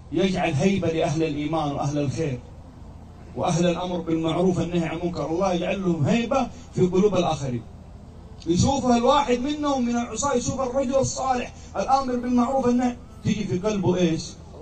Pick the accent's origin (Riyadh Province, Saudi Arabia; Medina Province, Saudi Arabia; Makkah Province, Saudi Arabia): Makkah Province, Saudi Arabia; Jeddah; عندنا في جدة منطقة اسمها أبحر على البحر